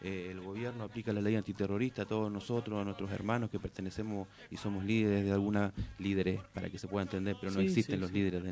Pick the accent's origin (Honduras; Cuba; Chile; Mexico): Chile; now in Argentina; Relacionado a lo que es mi comunidad, a lo que es el pueblo mapuche, yo soy del Gulumapu, del otro lado de la cordillera.